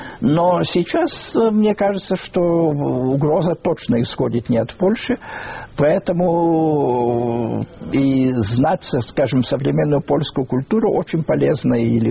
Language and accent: Russian; Lithuania; Я так немножко удивился, потому что я литовец и считаю, что там литовская была.